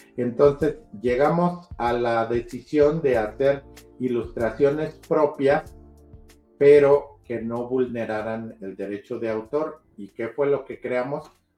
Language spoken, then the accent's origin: Spanish; Mexico; nosotros, como mexicanos y latinoamericanos, tuvo un impacto cultural la saga en México